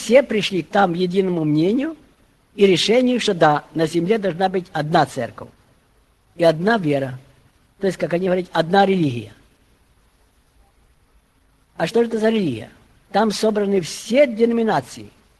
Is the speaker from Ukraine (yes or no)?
yes; Ukraine; я с Украины приехал